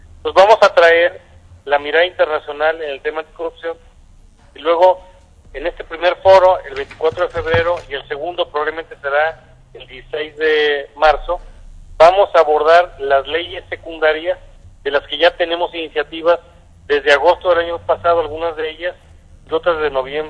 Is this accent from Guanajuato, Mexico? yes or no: yes; Guanajuato, Mexico; soy una persona de Guanajuato que tuve el privilegio de ser rector de la Universidad de Guanajuato